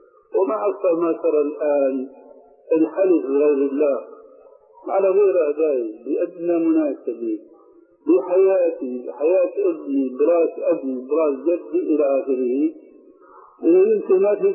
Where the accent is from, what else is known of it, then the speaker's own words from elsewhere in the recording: Syria; ونحن عندنا في الشام